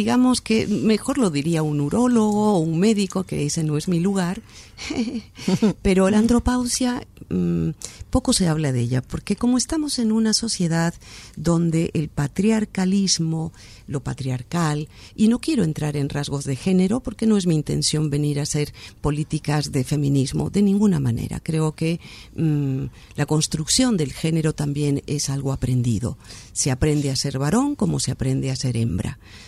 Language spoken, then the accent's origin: Spanish; Argentina; Bueno, como yo soy argentina